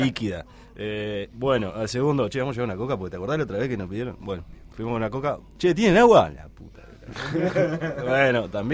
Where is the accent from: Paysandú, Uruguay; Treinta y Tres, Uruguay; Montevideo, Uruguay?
Paysandú, Uruguay; Nos creo conocemos todos de Paysandú. Claro, y yo somos de Paysandú